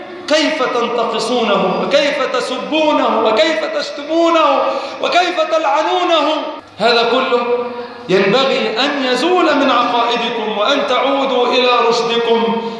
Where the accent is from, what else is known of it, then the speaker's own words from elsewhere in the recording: Egypt; اللهم اجعل بلادنا مصر وبلاد المسلمين جميعا في أمن وأمان